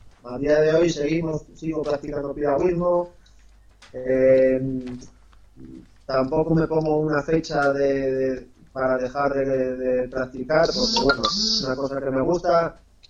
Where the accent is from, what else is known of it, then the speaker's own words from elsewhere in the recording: Ribadesella, Asturias, Spain; fue allí en Ribadesella, en mi pueblo, y bueno, éramos unos cuantos, tendríamos unos 9 años